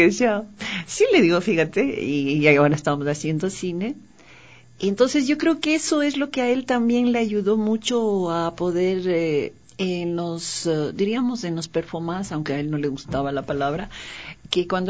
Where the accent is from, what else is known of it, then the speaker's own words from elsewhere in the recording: Quito, Pichincha, Ecuador; Porque yo, para mí era Quito, mi ciudad, mi país, mi continente, mi todo.